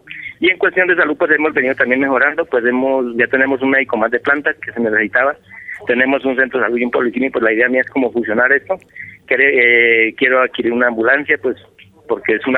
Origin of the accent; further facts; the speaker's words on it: Lenguasaque, Cundinamarca, Colombia; Yo soy oriundo de Lenguasaque, hijo de una familia campesina